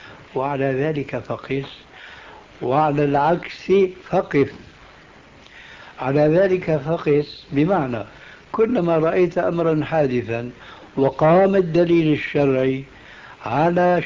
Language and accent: Arabic; Syria; كما يقولون عندنا في سوريا